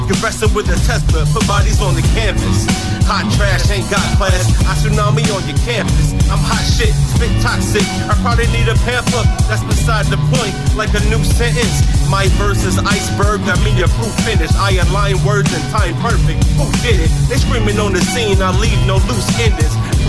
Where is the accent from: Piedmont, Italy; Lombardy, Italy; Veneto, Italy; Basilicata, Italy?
Lombardy, Italy; Gallarate; perché io sono di Gallarate, ma le vie non le conosco bene.